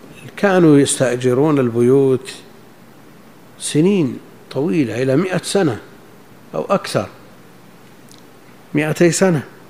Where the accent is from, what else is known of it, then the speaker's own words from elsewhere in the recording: Najd, Saudi Arabia; مثل هذا كان موجود عندنا في نجد